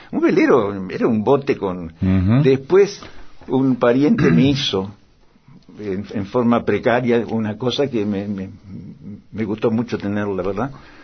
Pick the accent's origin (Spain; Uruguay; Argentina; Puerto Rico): Uruguay; Melo, Cerro Largo; also born or lived in Montevideo; una tía mía que era directora de una escuela en Melo, mi ciudad natal, y yo estaba en Montevideo para que me cuidaran mejor ahí.